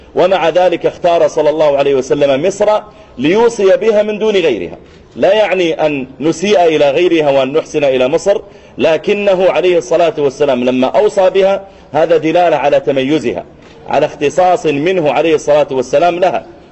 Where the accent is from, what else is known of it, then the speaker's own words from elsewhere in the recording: Saudi Arabia; بل حتى عندنا في المملكة العربية السعودية عدد من المشايخ الكرام